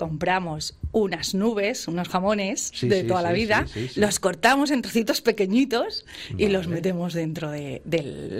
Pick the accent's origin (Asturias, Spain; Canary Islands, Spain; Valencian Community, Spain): Valencian Community, Spain; y todas somos valencianas.